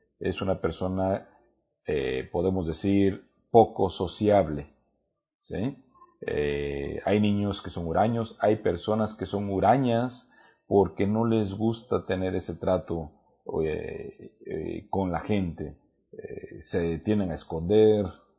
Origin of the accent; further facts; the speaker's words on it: Mexico; no todos tenemos buena dicción o buena pronunciación, aun cuando somos mexicanos.